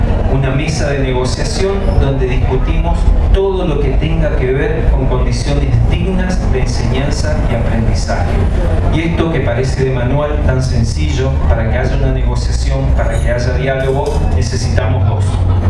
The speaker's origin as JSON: {"language": "Spanish", "region": "Chaco", "country": "Argentina", "accent": "Chaco", "said": "soy del Chaco, hablo con otra tonada diferente a la de la compañera"}